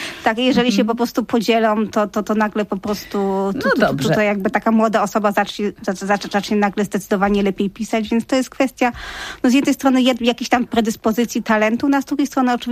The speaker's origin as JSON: {"language": "Polish", "region": "Silesian Voivodeship", "country": "Poland", "said": "bo ja jestem w ogóle ze Śląska."}